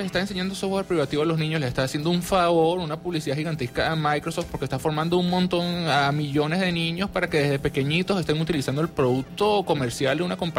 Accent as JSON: {"language": "Spanish", "country": "Venezuela", "said": "tal y como los venezolanos estamos haciendo aquí, que estamos adaptando"}